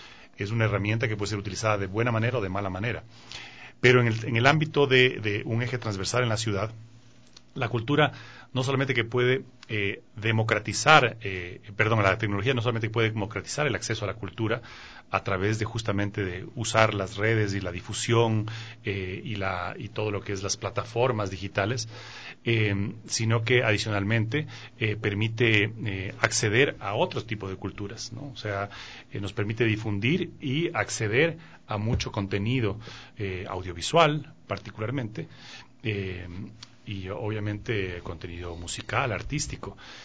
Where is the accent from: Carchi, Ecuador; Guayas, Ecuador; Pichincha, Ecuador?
Pichincha, Ecuador; Quito; born there; Mi familia viene de Imbabura, gran parte de mi familia, paterna y materna. Yo ya nací en Quito. Y entonces, claro, y me crié junto a los caballos